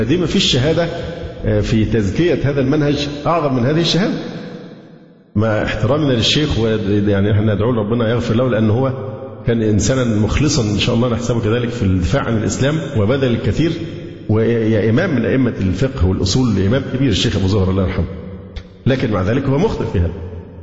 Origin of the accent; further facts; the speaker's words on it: Alexandria, Alexandria Governorate, Egypt; لأن أنا فعلا سكندري